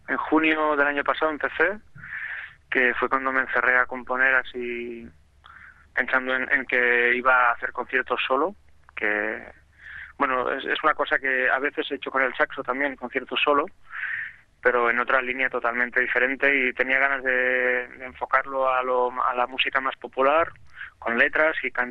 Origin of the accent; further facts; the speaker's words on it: Catalonia, Spain; que soy un agricultor catalán